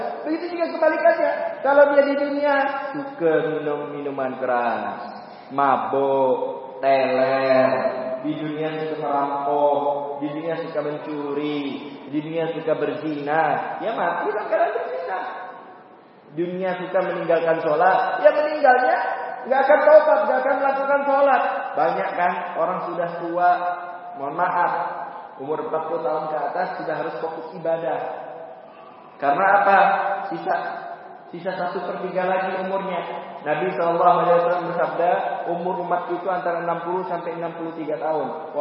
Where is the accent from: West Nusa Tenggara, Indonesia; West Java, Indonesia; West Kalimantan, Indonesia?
West Kalimantan, Indonesia; Pontianak; Saya ini asli Pontianak, Kalimantan Barat.